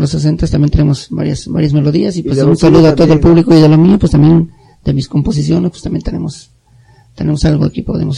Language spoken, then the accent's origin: Spanish; Tuxtepec, Oaxaca, Mexico; de Tuxtepec, Oaxaca, para ser más específico, pues no había mucho rock and roll ahí